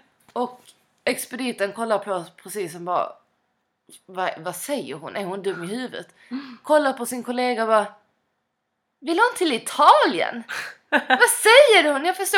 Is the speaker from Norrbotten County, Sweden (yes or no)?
no; Skåne, Sweden; Men nu får jag tillägga att jag som skåning har faktiskt klarat mig i Stockholm ett helt år.